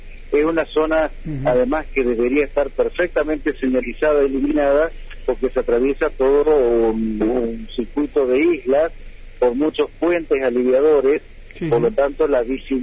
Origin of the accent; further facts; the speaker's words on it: Paraná, Entre Ríos, Argentina; Y digo Santa Fe, si bien yo soy de Paraná